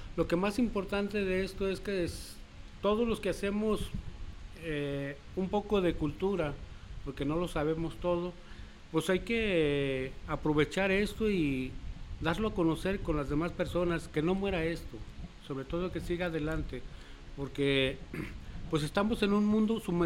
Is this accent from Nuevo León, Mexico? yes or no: no; Jalisco, Mexico; born there; now in Piedras Negras, Mexico; Bueno, yo nací aquí en Jalisco, pero ahorita radico en Piedras Negras, Coahuila, allí cerquitas de Eagle Pass, Texas.